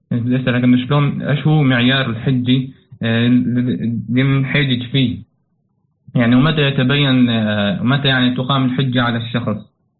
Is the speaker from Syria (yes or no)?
yes; Syria; نحن من سوريا، يعني من الشمال المحرر.